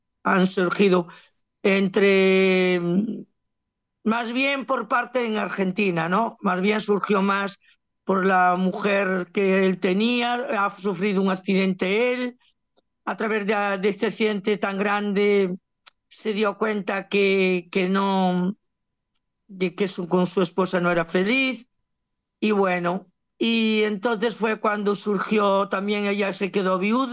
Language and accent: Spanish; Galicia, Spain; now in Barcelona, Spain; Yo realmente vivo en Barcelona, pero mi mente siempre está en Galicia, en mi tierra.